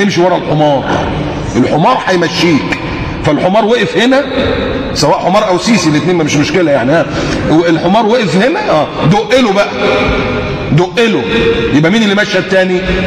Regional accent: Egypt; ما تعملي زي اللي كانوا قاعدين في عندنا في مصر

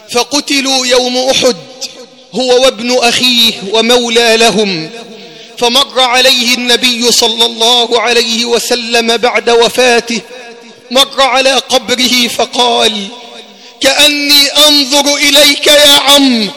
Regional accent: Egypt; اللهم احفظ بلدنا مصر من كل سوء

